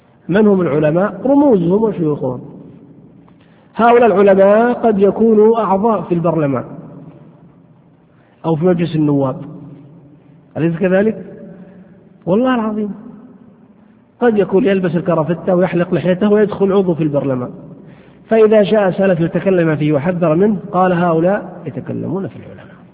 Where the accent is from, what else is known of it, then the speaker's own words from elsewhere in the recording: Saudi Arabia; يعني عندنا في السعودية هنا الحمد لله الصوفية يعني مكبوتين،